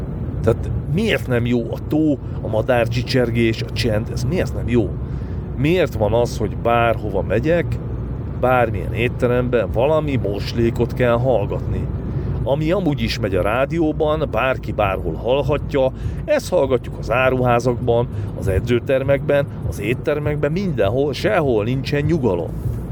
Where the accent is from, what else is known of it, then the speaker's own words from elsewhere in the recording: Somogy, Hungary; mert én ugye Somogy megyei vagyok, és Pécs az tőlünk nem volt messze.